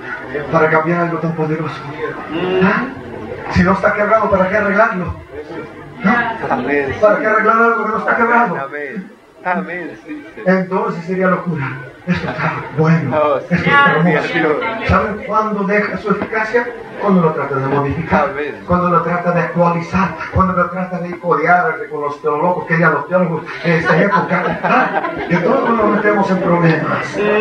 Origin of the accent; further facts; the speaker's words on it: United States; Yo realmente ni siquiera soy mexicano. Yo soy de Estados Unidos. Arriba al norte.